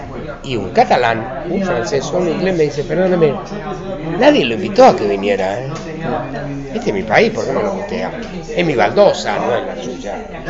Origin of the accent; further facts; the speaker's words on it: Argentina; accent: Argentine; now in Spain; yo durante todos los años nunca perdí el acento, pero me empeñé en no perder el acento. Yo seguía hablando en argentino.